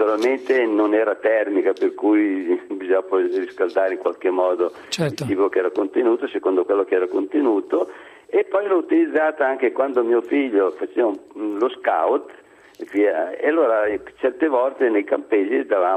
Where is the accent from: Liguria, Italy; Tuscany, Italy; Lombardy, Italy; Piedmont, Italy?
Lombardy, Italy; Milan; born there; also born or lived in Stradella; io sono milanese di nascita e da Milano sono stati sfollati in tempo di guerra nel 42 a Stradella, e da Stradella andavo a scuola a Voghera